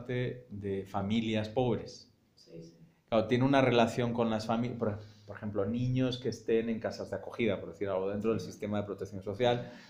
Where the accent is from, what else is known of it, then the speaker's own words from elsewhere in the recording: Madrid, Community of Madrid, Spain; en la España de los 80, donde yo crecí, en el Madrid obrero de los 80, donde yo crecí